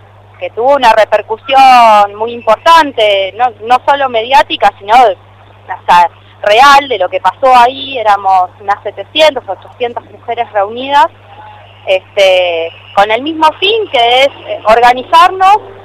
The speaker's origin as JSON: {"language": "Spanish", "country": "Argentina", "said": "Nos ha costado mucho como argentinos conseguir los derechos"}